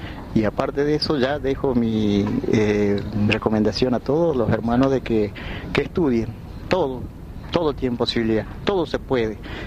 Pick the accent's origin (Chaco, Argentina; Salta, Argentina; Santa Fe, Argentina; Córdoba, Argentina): Chaco, Argentina; Villa Bermejito; yo soy de Paraje El Colchón, jurisdicción de Villa Bermejito.